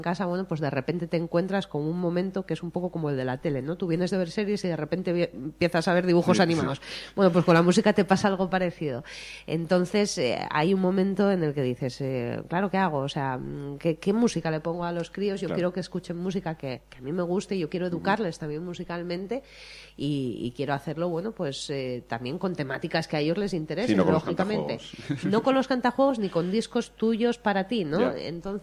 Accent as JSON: {"language": "Spanish", "region": "Asturias", "country": "Spain", "first_language": "Asturian", "said": "haciéndolo en asturiano para que ellos sí, claro, sí tengan referencias musicales en nuestra lengua materna."}